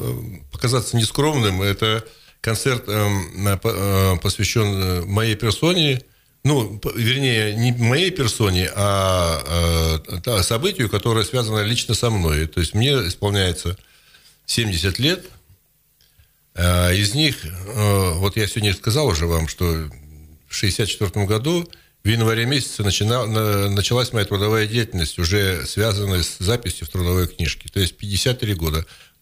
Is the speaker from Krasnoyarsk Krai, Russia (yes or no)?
yes; Yeniseysk, Krasnoyarsk Krai, Russia; also born or lived in Uzbekistan; Поскольку я родом из Сибири, я вообще енисейский. Я в Енисейске родился, в Подтесово родился, Енисейского района. И я живу, так сказать, все время в Сибири, там, за исключением 8 лет